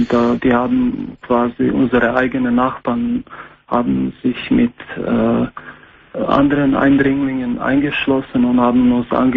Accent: Croatia; German is a second language; ich bin 38 und ich komme ursprünglich aus Kroatien.

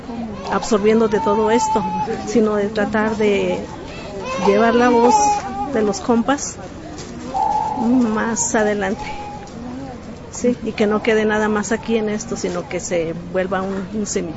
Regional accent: Morelia, Michoacán, Mexico; vengo de Morelia, Michoacán.

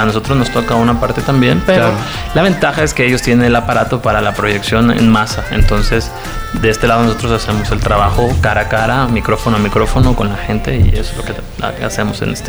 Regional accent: Mexico; he batallado para poder conseguir un espacio en mi país, en México

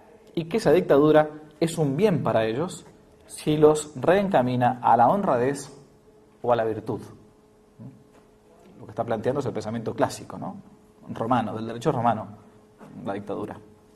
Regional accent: Argentina; en realidad era lo que uno ha mamado como argentino.

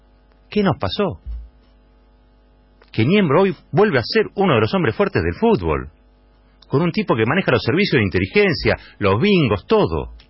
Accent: Argentina; Me avergüenza como argentino que hayamos llegado a esta situación.

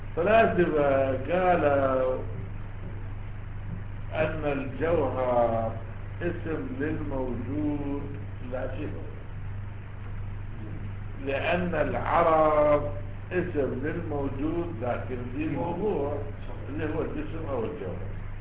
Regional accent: Iraq; واحنا عندنا بالعراق

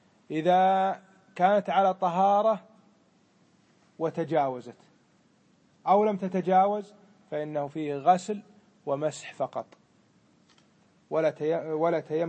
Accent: Kuwait; يسمونه عندنا بالكويت إيش؟ بدمغة،

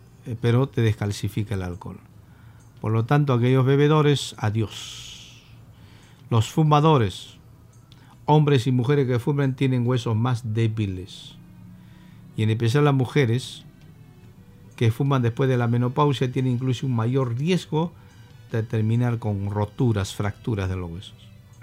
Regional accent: Peru; Siendo peruanos tenemos tantas plantas medicinales.

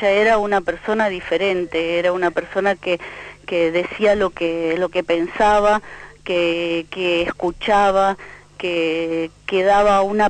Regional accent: Villa Eloísa, Santa Fe, Argentina; born there; Desde el pueblo, yo nací en Villa Eloísa, vine a vivir con ella

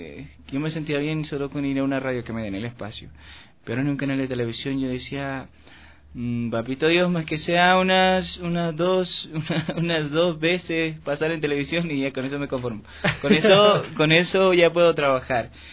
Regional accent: Tabacundo, Pichincha, Ecuador; now in Quito, Ecuador; Yo soy de Tabacundo

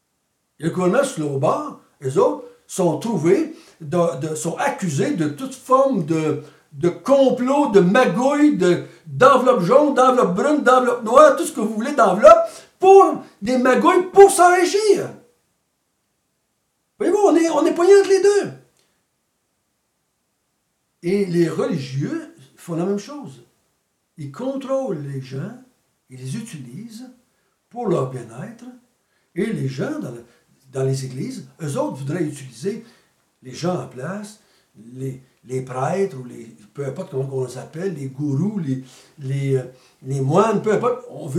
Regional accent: Quebec, Canada; Moi, j'ai été élevé au Québec, dans l'Église catholique.

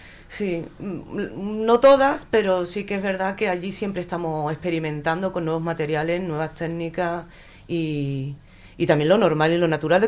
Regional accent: Andalusia, Spain; Bueno, tengo mis idas, mis venidas y tal, pero yo soy andaluza.

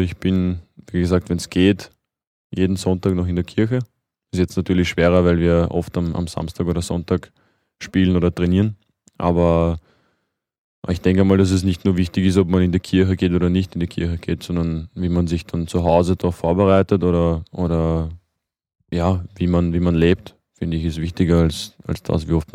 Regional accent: Vienna, Austria; born there; Und also ich bin in Wien geboren.

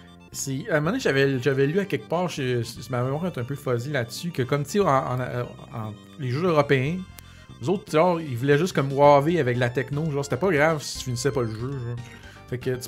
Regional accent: Quebec, Canada; au Québec, nous autres, on connaissait Dragon Ball à cause c'était publié en France

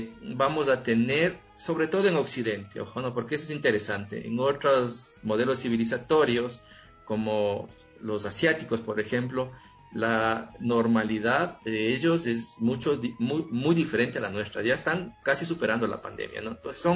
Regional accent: Ecuador; Fundamentales en nosotros como latinoamericanos y como ecuatorianos.

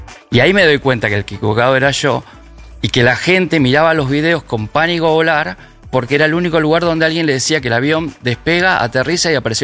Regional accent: Buenos Aires, Argentina; En Caballito, en Parque Chacabuco, todo eso.

